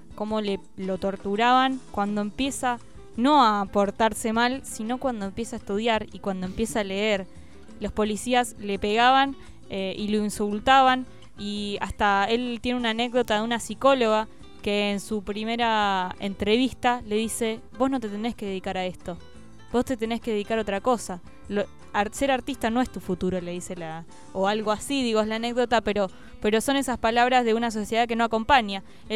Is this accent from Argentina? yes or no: yes; Argentina; Esa cosa que tenemos, por lo menos los argentinos, que yo es lo que puedo ver en mi país